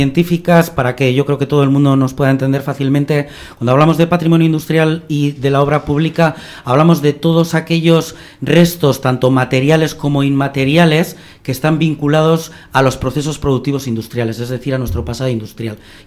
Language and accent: Spanish; Bilbao, Basque Country, Spain; en nuestro hecho como bilbaínos, vizcaínos, vascos, ¿no?